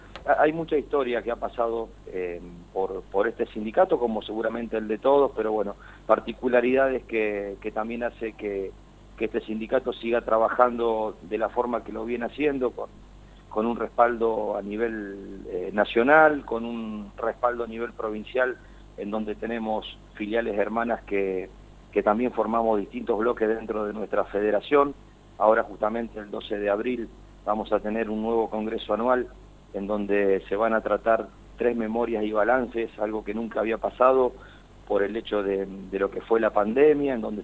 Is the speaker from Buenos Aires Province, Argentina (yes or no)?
no; Gálvez, Santa Fe, Argentina; vos vas a Buenos Aires y le decís soy de Gálvez, pero te puedo asegurar que no saben en qué lugar del mapa uno se encuentra